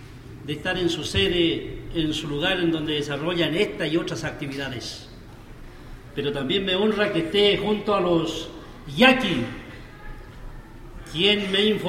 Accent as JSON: {"language": "Spanish", "country": "Chile", "said": "Y yo vengo del lado del Estado chileno."}